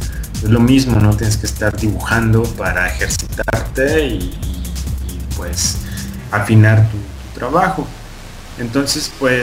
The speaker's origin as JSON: {"language": "Spanish", "country": "Mexico", "said": "A querer yo también contar historias, pero situadas en mi país, ¿no? Que tengan un propósito más directo con tanto como con los mexicanos como con las personas fuera del país, ¿no?"}